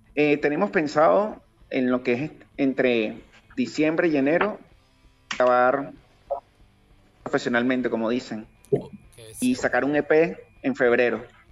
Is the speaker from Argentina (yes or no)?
no; Venezuela; yo que vengo de Venezuela